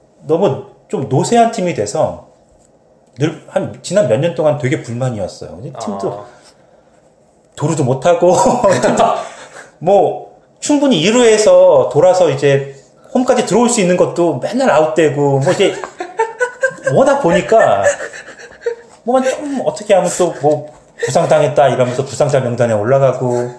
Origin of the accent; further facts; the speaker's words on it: South Korea; now in Canada; 팬은 아니고 그냥 한국 사람이니까